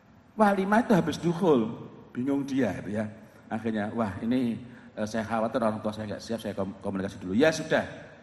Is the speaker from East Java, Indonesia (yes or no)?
yes; East Java, Indonesia; Saya ini orang Jawa Timur.